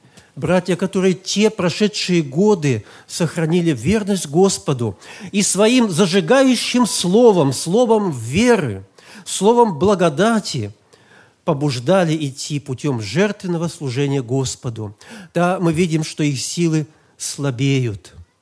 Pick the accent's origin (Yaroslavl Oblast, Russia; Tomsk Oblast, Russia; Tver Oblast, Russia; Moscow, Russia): Tomsk Oblast, Russia; Tomsk; в нашем городе, я из Томска, это было в 65-м году